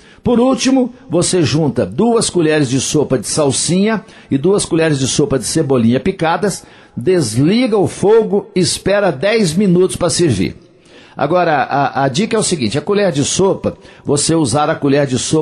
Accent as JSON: {"language": "Portuguese", "town": "Coromandel", "region": "Minas Gerais", "country": "Brazil", "said": "lá em Coromandel, nas Minas Gerais, lá na minha terra"}